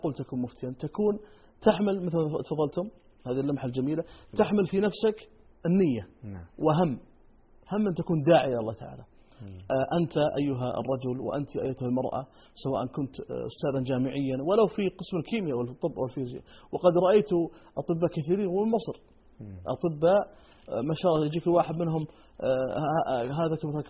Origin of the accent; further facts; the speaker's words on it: Saudi Arabia; ولاة الأمر عندنا في المملكة العربية السعودية